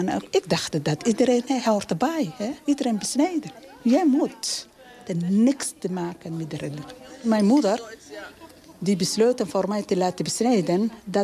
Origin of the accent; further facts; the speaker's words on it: Somalia; moved away as an adult; now in Netherlands; Ik ben geboren en getogen in Somalië, 65 jaar.